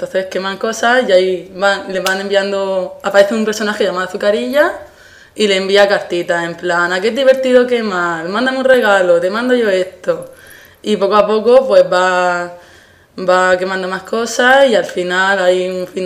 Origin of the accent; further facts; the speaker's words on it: Molina de Segura, Region of Murcia, Spain; soy de Murcia, de un pueblo que se llama Molina de Segura.